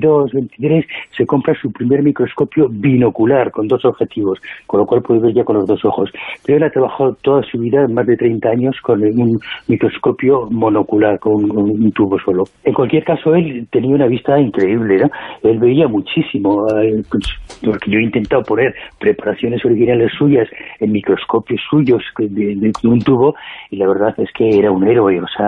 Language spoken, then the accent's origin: Spanish; Spain; somos los mismos españoles los que no hacemos